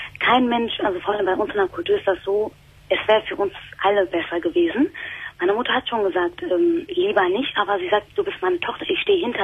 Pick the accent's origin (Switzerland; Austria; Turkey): Turkey; ich bin Moslem. Also ich bin eine Türkin